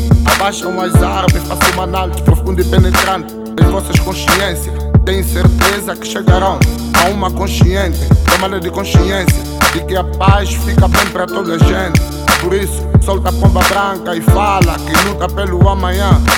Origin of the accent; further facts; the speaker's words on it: Cabinda, Angola; Simplesmente um Cabinda à procura de uma pista, pra encontrar uma paz verdadeira e capaz de fazer da minha terra um jardim